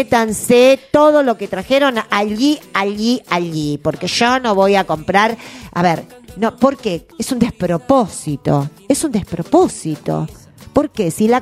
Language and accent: Spanish; Argentina; Vos decís, somos argentinos, siempre hacemos lo mismo